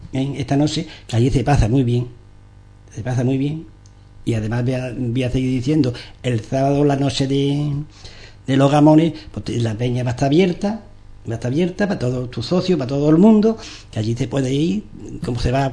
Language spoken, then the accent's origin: Spanish; Ubrique, Andalusia, Spain; La conocemos porque nos conocemos, somos de Ubrique